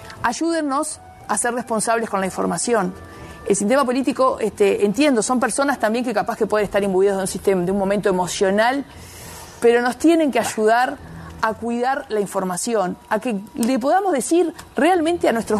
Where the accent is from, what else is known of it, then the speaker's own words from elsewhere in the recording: Montevideo, Uruguay; Los que somos montevideanos de pura cepa, a veces nos cuesta mirar al interior